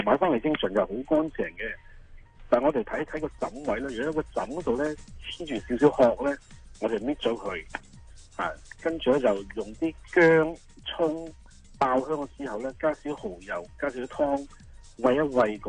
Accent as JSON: {"language": "Cantonese", "country": "China", "said": "其实我咧就因为我身份有啲奇怪嘅，咁虽然我系越南华侨，但系。我喺內地住嘅嗰個地方咧，係客家嘅地方嚟嘅。"}